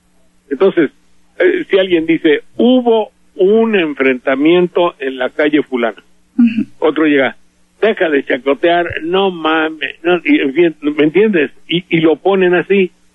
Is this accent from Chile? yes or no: no; Veracruz, Mexico; somos muchos los veracruzanos que tenemos familia allá.